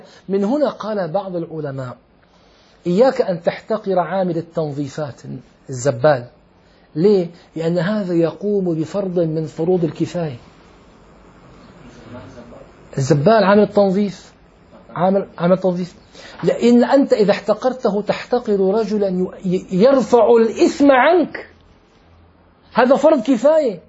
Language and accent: Arabic; Syria; أنا أعرف في عندنا في الشام طبيب أسنان لعله انتقل